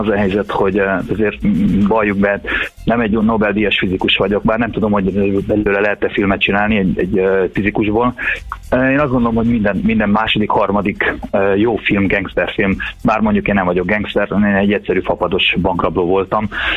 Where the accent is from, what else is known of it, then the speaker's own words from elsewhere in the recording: Transylvania, Romania; Elvittem többek közt Nimródot Erdélybe is, ugye ahol felnőttem.